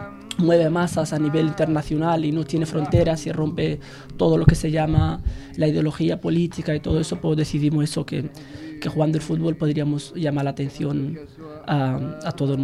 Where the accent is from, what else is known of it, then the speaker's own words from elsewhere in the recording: Tindouf Province, Algeria; now in Spain; Vengo del Ayun.